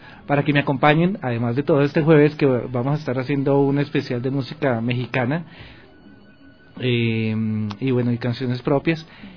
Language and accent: Spanish; Colombia; now in Ecuador; Soy gestor cultural de Colombia aquí en Ecuador